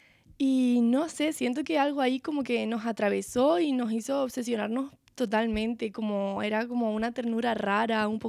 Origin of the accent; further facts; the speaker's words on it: Canary Islands, Spain; Y sí, evidentemente soy una persona canaria.